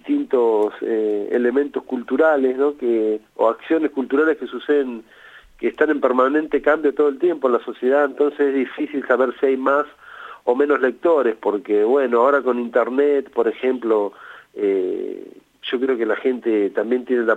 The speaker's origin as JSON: {"language": "Spanish", "region": "Buenos Aires", "country": "Argentina", "said": "Somos del barrio de Boedo, en Buenos Aires"}